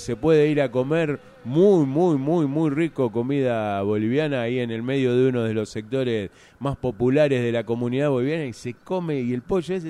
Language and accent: Spanish; Buenos Aires, Argentina; yo vengo de Buenos Aires.